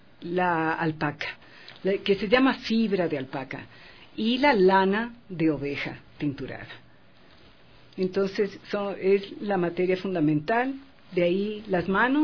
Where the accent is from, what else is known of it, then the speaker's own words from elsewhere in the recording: Quito, Pichincha, Ecuador; Yo soy ecuatoriana, quiteña.